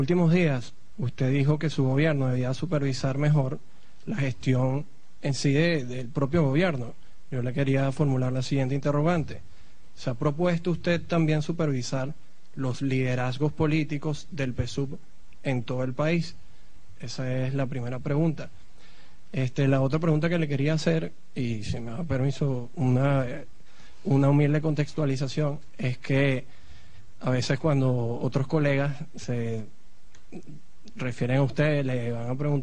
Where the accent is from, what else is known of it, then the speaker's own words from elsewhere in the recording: Caracas, Capital District, Venezuela; yo soy de Caracas.